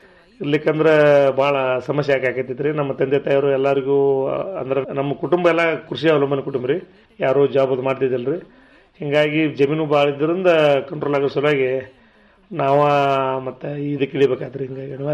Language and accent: Kannada; Kankanawadi, Karnataka, India; ನಮ್ಮ ಮೂಲತಃ ನಮ್ಮೂರು ಜಮಖಂಡಿ ತಾಲೂಕಿನ ಕಂಕನವಾಡಿ ಗ್ರಾಮ ರೀ. ಅಂದ್ರೆ ನಮ್ದೆಲ್ಲ ಅವಿಭಕ್ತ ಕುಟುಂಬ ರೀ.